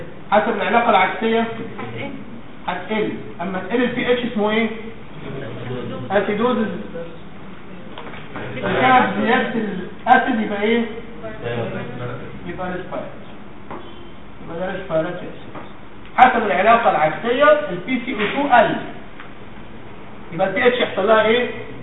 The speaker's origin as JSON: {"language": "Arabic", "country": "Egypt", "said": "في تركيز بره اللي هو ال 4.2 ده بره، مش عندنا في مصر يعني."}